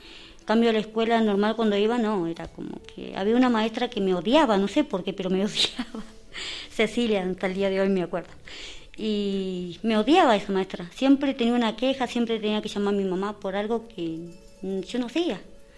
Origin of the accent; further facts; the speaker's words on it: Puerto Madryn, Chubut, Argentina; also born or lived in Mendoza; yo soy de Puerto Madryn. Ah. O sea, nacida en Mendoza y criada en Puerto Madryn.